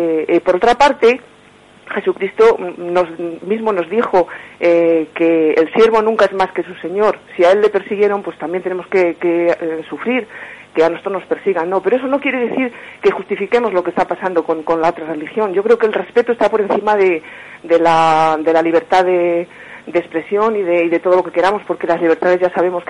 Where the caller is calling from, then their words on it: Burgos, Castile and León, Spain; de Burgos.